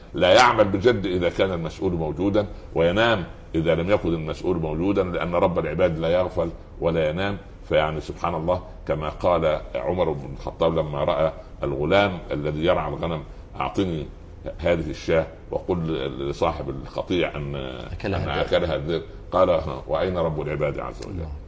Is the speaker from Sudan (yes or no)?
no; Upper Egypt, Egypt; قريتي هي صغيرة الحج، ولكنها كبيرة جدا، تسع العالم كله